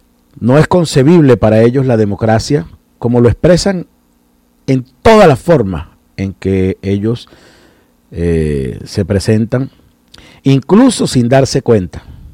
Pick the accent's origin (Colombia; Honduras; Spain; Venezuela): Venezuela; nuestras reflexiones cotidianas como venezolanas y venezolanos sobre los temas de interés común